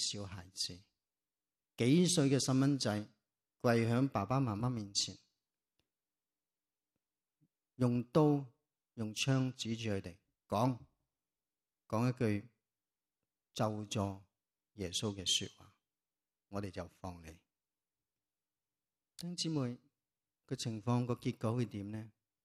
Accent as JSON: {"language": "Chinese", "country": "China", "said": "泰国几十年前已经是开始我们中国人的宣教"}